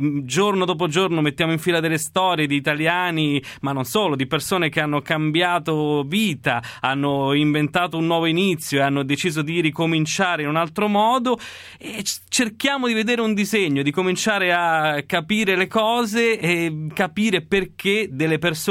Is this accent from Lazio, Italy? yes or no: no; Calabria, Italy; Io poi sono calabrese